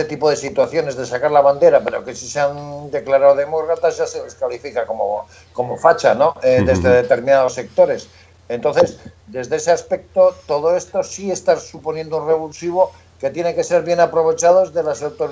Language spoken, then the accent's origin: Spanish; Basque Country, Spain; como vasco, como persona que vivió todo el nacimiento del movimiento pacifista vasco con Gesto por la Paz, Basta Ya y de las víctimas del terrorismo.